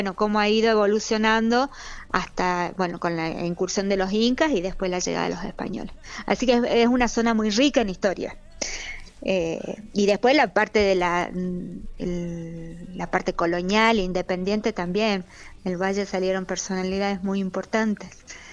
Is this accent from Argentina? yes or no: yes; Salta, Argentina; also born or lived in Cafayate; Nacida en la ciudad de Salta y cuando yo nací vivíamos acá en La Palla. Después hemos vivido en Cafayate un tiempo, en Salta, viniendo acá en las vacaciones. Así que circulando siempre entre Salta y el Valle.